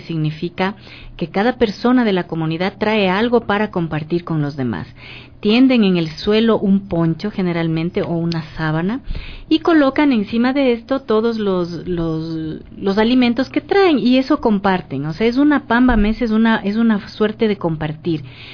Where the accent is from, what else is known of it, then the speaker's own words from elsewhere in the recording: Riobamba, Chimborazo, Ecuador; Sí, yo soy de Riobamba.